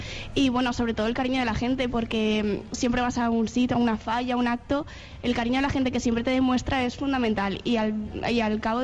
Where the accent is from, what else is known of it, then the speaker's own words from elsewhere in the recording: Valencian Community, Spain; en mi promoción somos muchos valencianos